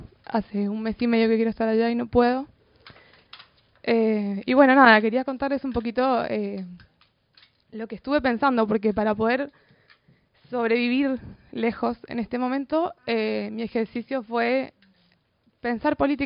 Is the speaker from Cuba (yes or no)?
no; Chile; born there; moved away; soy migrante, nací en Chile, soy exiliada por la educación de mercado de mi país.